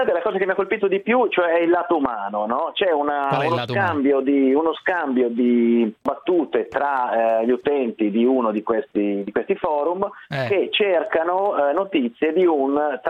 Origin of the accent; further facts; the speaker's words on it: Voghera, Lombardy, Italy; io sono originario di Voghera.